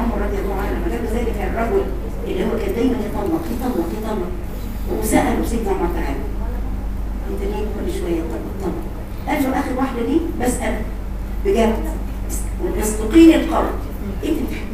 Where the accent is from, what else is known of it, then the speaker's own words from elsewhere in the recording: Egypt; قلت لها على فكره انا مصريه زيك يا حبيبتي، انا مصريه زيك